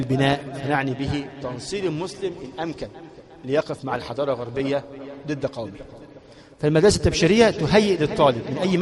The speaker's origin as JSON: {"language": "Arabic", "country": "Egypt", "said": "المدارس عندنا في مصر ثلاث أنواع"}